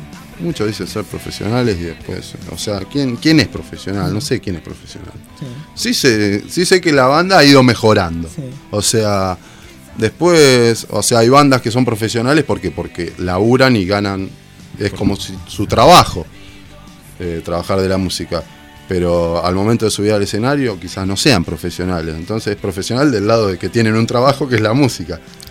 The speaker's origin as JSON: {"language": "Spanish", "town": "Tres Arroyos", "region": "Buenos Aires Province", "country": "Argentina", "said": "De Tres Arroyos somos."}